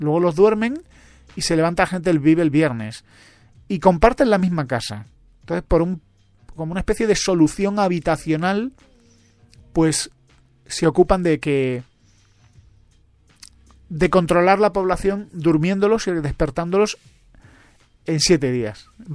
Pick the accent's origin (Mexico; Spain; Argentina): Spain; now in Madrid, Spain; Pero yo soy español, yo conozco la realidad española. Y yo vivo en Madrid.